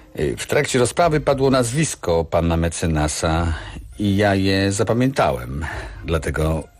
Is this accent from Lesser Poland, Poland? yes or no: yes; Sucha Beskidzka, Lesser Poland, Poland; Sucha Beskidzka.